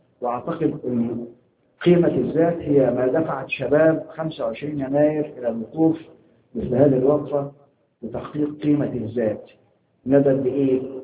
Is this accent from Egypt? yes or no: yes; Egypt; إحنا عندنا في مصر كان الدستور السابق